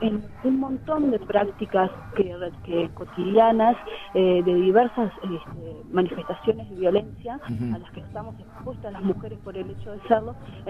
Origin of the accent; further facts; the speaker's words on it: Uruguay; la coordinadora que venimos del Uruguay.